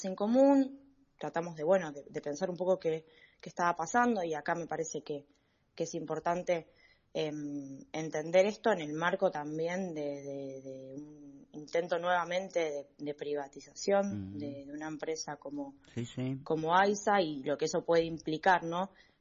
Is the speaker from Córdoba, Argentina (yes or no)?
no; Buenos Aires, Argentina; en mi caso yo soy de La Boca, estuve con problemas de agua